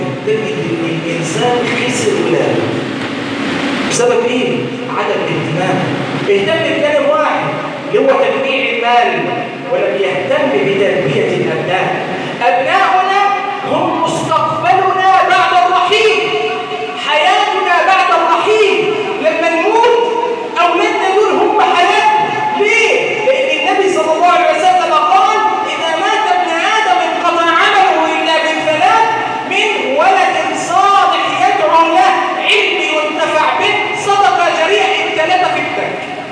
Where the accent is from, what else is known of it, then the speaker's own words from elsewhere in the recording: Egypt; اللهم انصر بلادنا مصر الامن والامان